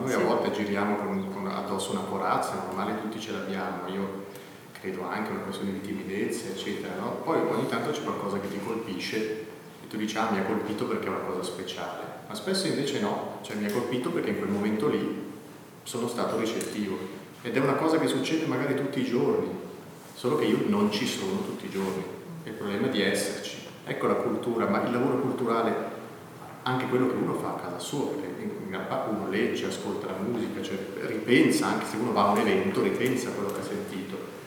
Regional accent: Bellinzona, Ticino, Switzerland; mi sono reso conto che io sono di Bellinzona.

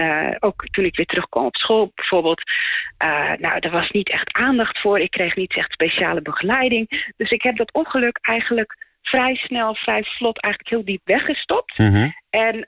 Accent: Friesland, Netherlands; born there; toen ik in 2011 een keer in Heerenveen was, dat is in de buurt waar ik geboren ben

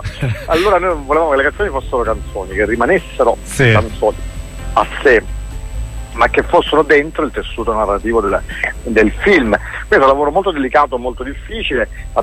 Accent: Rome, Lazio, Italy; E abbiamo conosciuto meglio la città di Napoli, noi siamo romani

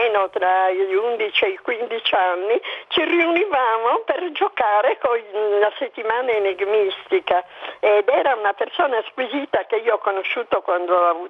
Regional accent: Sassari, Sardinia, Italy; Siccome io sono di Sassari

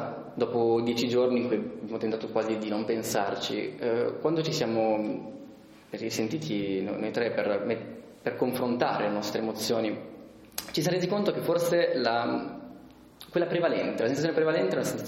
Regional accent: Milan, Lombardy, Italy; noi siamo di Milano quindi ci sentiamo del nord Italia

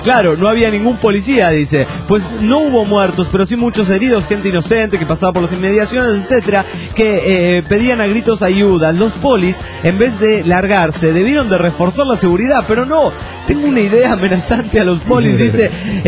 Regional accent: Tuluá, Valle del Cauca, Colombia; Tuluá, mi tierra natal, amenazaron a la policía

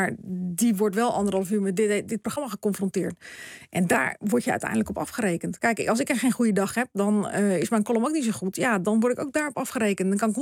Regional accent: Ouderkerk aan den IJssel, South Holland, Netherlands; born there; Dus over Oudekerk, waar ik geboren ben, Krimpen aan de IJssel, Capelle aan de IJssel.

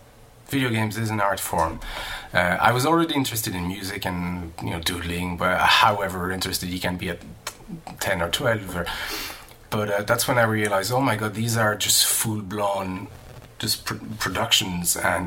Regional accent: France; I was born and raised in France and grew up in France.

